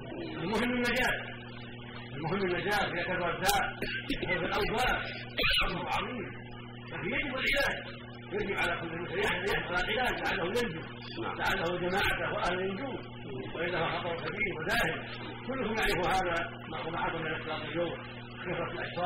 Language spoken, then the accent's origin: Arabic; Oman; وجاءت كفار الى بلادنا عمان